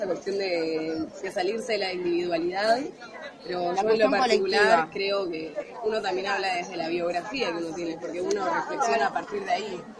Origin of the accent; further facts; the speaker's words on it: Buenos Aires, Argentina; soy de Buenos Aires, Capital Federal.